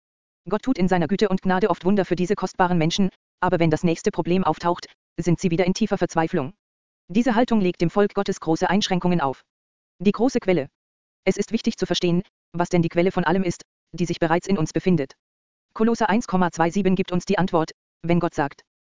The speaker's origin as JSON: {"language": "German", "country": "Austria", "said": "Als ich noch jung war im Dienst und in meinem Heimatland Österreich Gemeinden gegründet habe"}